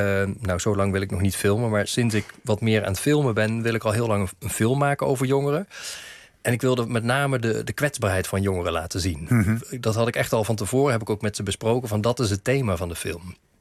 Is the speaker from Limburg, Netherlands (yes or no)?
no; Eindhoven, North Brabant, Netherlands; Maar ik kom uit Eindhoven oorspronkelijk.